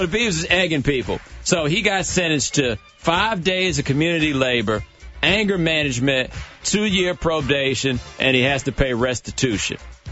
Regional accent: Texas, United States; Like I said, man, I'm from Texas.

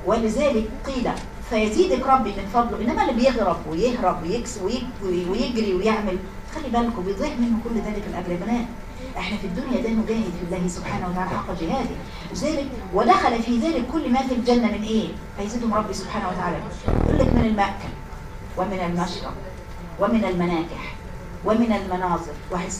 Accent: Egypt; وانكرت ان ممكن هنا الشفاء يبقى عندنا في مصر مثلا

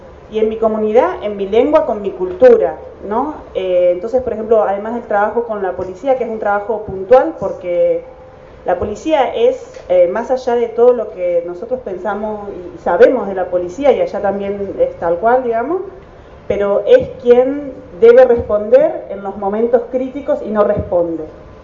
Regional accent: La Plata, Buenos Aires Province, Argentina; soy de La Plata. Volví de Sudáfrica ahora en diciembre y estoy acá desde diciembre.

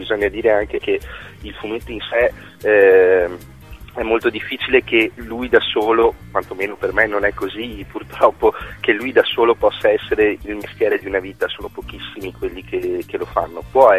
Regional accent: Treviso, Veneto, Italy; io sono originario di Treviso

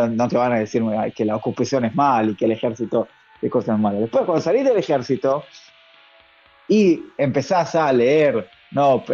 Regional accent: Israel; Yo soy primero israelí y después periodista.

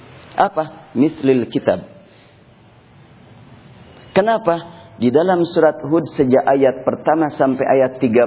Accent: Bandung, West Java, Indonesia; Saya kan orang Bandung

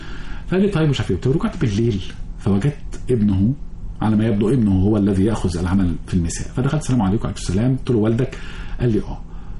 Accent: Egypt; فلقيته أول ما عرف من اللكنة بتاعتي إن أنا مصري. نحن لكنتنا معروف

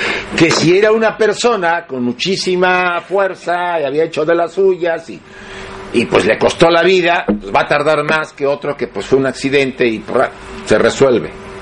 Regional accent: Mexico; accent: Mexican; now in Spain; a ver qué dice este mexicano, ya casi catalán, pero bueno. Porque sigo hablando como mexicano, me dice, ¿tú hablas todavía como mexicano? Pues sí, el acento no se me quita.

